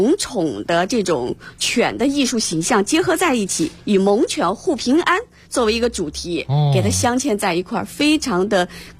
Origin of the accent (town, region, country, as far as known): China